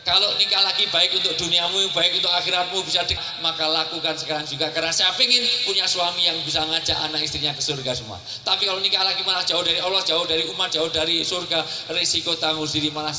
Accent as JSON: {"language": "Indonesian", "region": "Java", "country": "Indonesia", "said": "karena saya asli orang Jawa"}